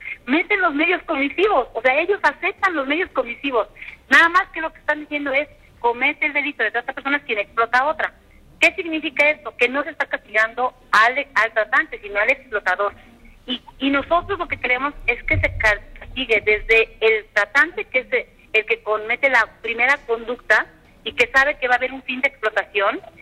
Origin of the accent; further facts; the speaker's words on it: Tlaxcala, Mexico; en mi tierra, en Tlaxcala